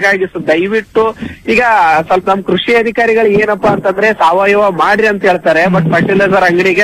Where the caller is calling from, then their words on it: Nagesanahalli, Karnataka, India; ಕೊಪ್ಪಳ ಜಿಲ್ಲೆ ಕೊಪ್ಪಳ ತಾಲೂಕು.